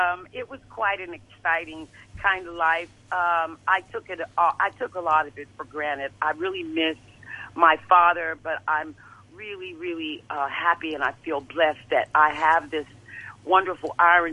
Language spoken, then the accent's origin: English; Memphis, Tennessee, United States; he's gone on to be with the Lord now. But I grew up in Memphis.